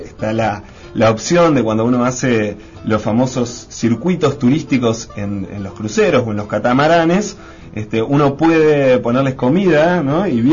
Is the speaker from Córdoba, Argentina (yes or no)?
no; Bariloche, Río Negro, Argentina; yo soy del sur, o sea, soy de la Patagonia, y en Bariloche puntualmente, en mi barrio